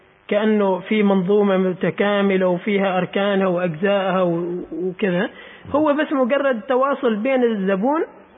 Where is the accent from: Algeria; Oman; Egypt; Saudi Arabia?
Oman; ولكن في يعني استخدام الأسواق الإلكترونية ما كثير دارج هنا عندنا في عمان يعني